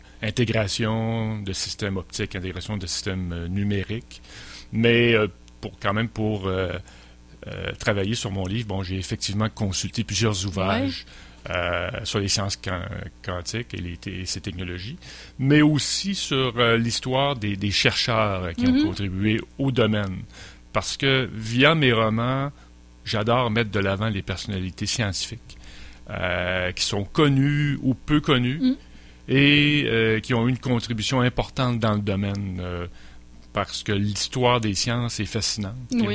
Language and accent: French; Quebec, Canada; En fait, moi, je viens de la région de Charlevoix.